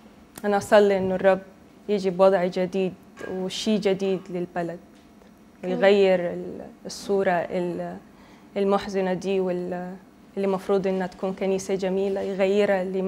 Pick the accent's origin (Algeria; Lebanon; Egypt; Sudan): Sudan; born there; انا من مواليد السودان. يعني سودانية بيقولوا لنا مواليد عشان ما عندنا قبيلة بننتمي لها، احنا اصولنا بتكون حاجة تانية، يعني ممكن يكونوا مغاربة او مصريين